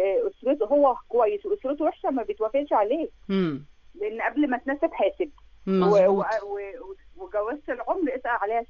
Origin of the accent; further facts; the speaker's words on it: Alexandria, Alexandria Governorate, Egypt; من اسكندريه. احنا النهارده اسكندرانيه مكتسحين